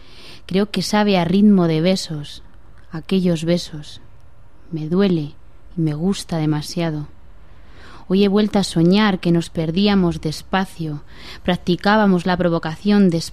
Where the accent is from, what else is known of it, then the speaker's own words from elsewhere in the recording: Madrid, Community of Madrid, Spain; Bueno, vivir en Madrid, yo soy madrileña